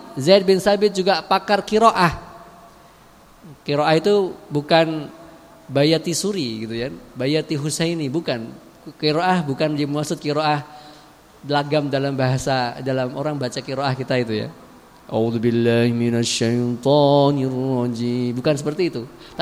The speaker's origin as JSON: {"language": "Indonesian", "region": "Java", "country": "Indonesia", "said": "karena kita orang Jawa, ya, gak bisa."}